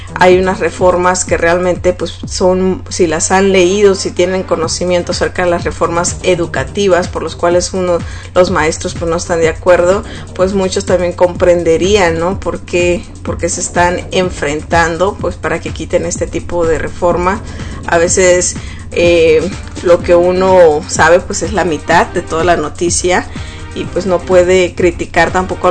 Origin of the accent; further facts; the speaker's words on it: Mexico; como mexicana yo pues, la verdad me sentí muy mal de ver ese partido